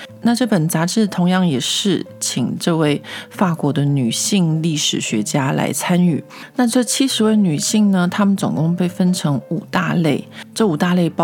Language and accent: Chinese; Taiwan; now in France; 我自己小时候在台湾长大念历史课的经验